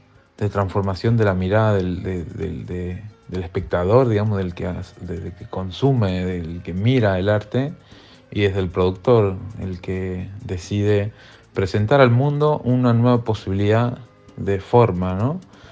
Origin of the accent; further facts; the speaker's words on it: Tucumán, Argentina; soy artista visual de Tucumán. Soy escultor, es como donde mejor me desempeño. y actualmente me encuentro en Lisboa